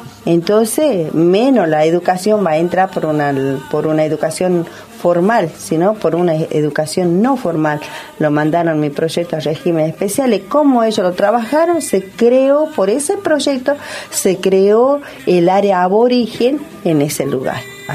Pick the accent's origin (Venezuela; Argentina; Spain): Argentina; Jujuy; born there; le dijimos que somos de aquí, ¿eh? Somos nacidas ahí en Jujuy.